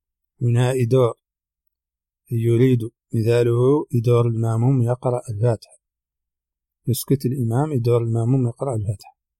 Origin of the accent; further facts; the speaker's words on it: Mauritania; accent: Hassaniya; هذه ترجمة كلمات من لهجتنا الحسانية أردت في هذا الشريط، قد تخفى على العربي الفصيح